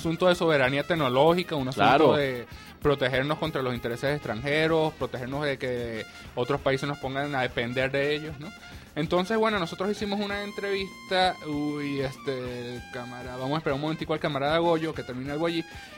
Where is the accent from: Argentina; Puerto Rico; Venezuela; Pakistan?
Venezuela; Caracas, Capital District; soy aquí de Caracas.